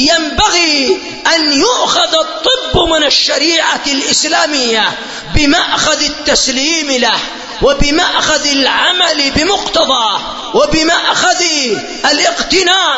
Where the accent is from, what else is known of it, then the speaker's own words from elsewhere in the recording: Yemen; هذا المرض قد حصل عندنا في اليمن في بعض المدن